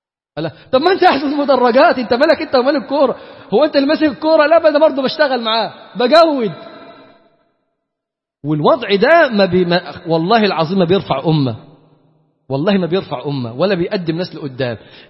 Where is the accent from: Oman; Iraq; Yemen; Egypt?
Egypt; Damietta, Damietta Governorate; انا مثلا من دمياط، ناس انا ضيف عليكم النهارده